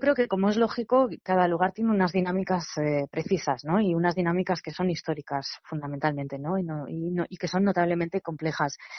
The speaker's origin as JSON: {"language": "Spanish", "region": "Cantabria", "country": "Spain", "moved": "yes", "lives_now": "Barcelona, Spain", "said": "Entonces, a mí me gusta decir que estoy lejos y no fuera, ¿no? Porque realmente pues no me siento fuera de Cantabria, ¿no?"}